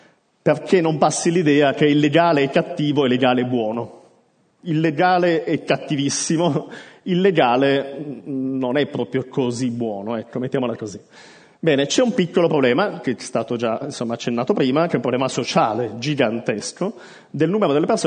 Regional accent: Turin, Piedmont, Italy; sono di Torino, come si sente dall'accento

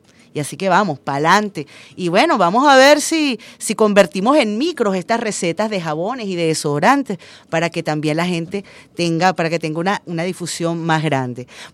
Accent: Venezuela; todos somos venezolanos y todos estamos pasando roncha.

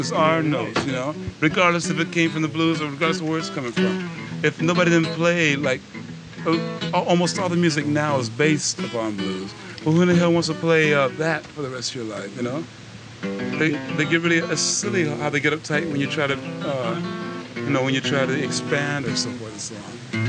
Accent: United States; And like I said before, man, I'm from America, you know.

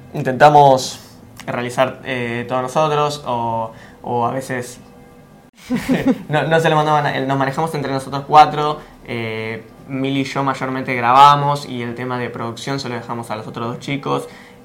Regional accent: González Catán, Buenos Aires Province, Argentina; now in Cañuelas, Argentina; yo estoy mudado hace relativamente poco a Cañuelas, soy de González Catán en principio.

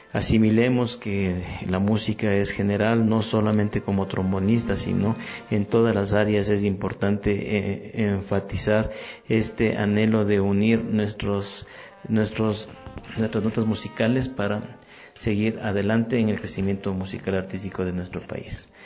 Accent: Ecuador; Yo soy trombonista ecuatoriano de gran trayectoria

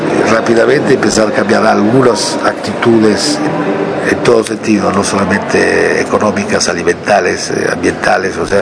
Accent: Italy; Spanish is a second language; now in France; la mitad del tiempo lo paso entre Argentina y París, porque, aunque soy italiano, pero no vivo en Italia, vivo en Francia, y otra parte, Locarno, que es la ciudad donde nació mi hijo.

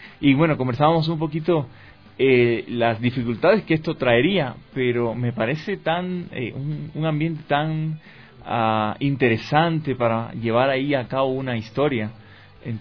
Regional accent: Cuba; moved away as an adult; now in Ecuador; Soy cubano, nací allá, estoy radicado en el Ecuador desde 1998. Vine ese año justamente a estudiar comunicación social en el Centro Cristiano de Comunicaciones de HCJB.

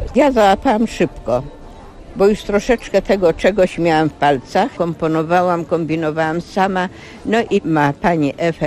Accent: Jarocin, Greater Poland Voivodeship, Poland; Ja jestem z Jarocina, to jest województwo wielkopolskie.

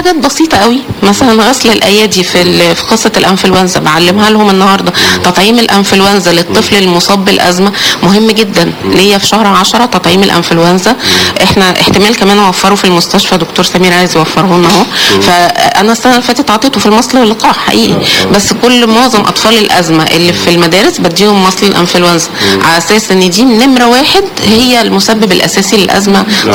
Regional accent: Alexandria, Alexandria Governorate, Egypt; حشره الفراش من الاسباب الرئيسيه هنا عندنا في اسكندريه عشان الرطوبه وجو ساحلي مليان رطوبه

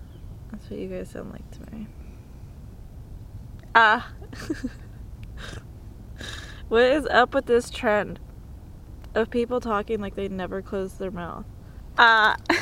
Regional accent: California, United States; keep in mind, I am from the Bay Area, so a lot of the shit I'm saying is actually pretty standard.

